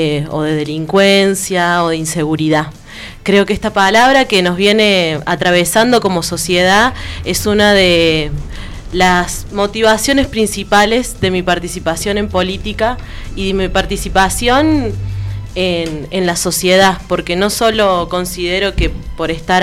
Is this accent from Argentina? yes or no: yes; Huerta Grande, Córdoba, Argentina; cuando empecé a integrar una comparsa en la plaza de mi pueblo, cuando empezamos a luchar por la vuelta del carnaval en Huerta Grande